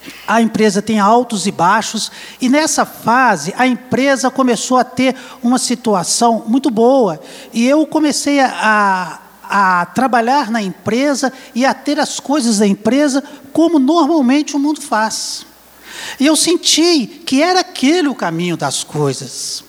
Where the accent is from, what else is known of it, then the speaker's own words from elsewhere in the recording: Ouro Preto, Minas Gerais, Brazil; Eu sou de Ouro Preto, nascido em Ouro Preto, natural de lá. Fui criado com todo o rigor da Igreja Católica.